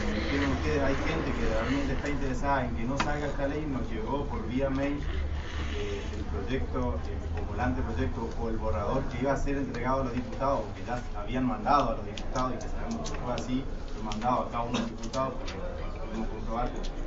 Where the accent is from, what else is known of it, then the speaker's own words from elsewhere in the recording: Misiones, Argentina; soy integrante del movimiento semillero de Misiones, vengo de Misiones, soy en Esmaela, hoy día estamos trabajando en Esmaela.